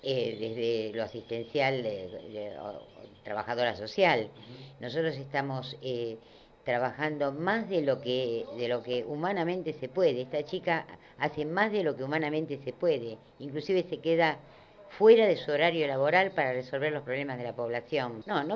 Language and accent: Spanish; Argentina; me indigna bastante, siendo argentina, ¿viste?